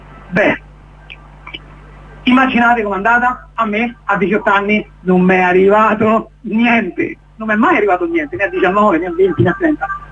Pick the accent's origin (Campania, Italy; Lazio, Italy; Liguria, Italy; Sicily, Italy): Lazio, Italy; Rome; Io sono nato a Roma, da genitori nigeriani, ho frequentato le scuole qui a Roma, elementari, liceo, medie, superiori, università, ho stato tutto qui.